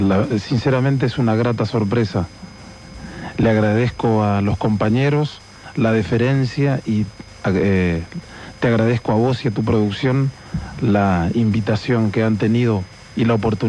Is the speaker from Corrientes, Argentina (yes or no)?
yes; Concepción, Corrientes, Argentina; also born or lived in Paso de los Libres; Yo nací en Paso de los Libres, a orillas del río Uruguay, en la frontera con Brasil, con Uruguayana, sería del otro lado, Uruguayana, pero me crié cerca de los Cerros de Liberá, en un pueblito muy pequeño que se llama Concepción, del Yaguareté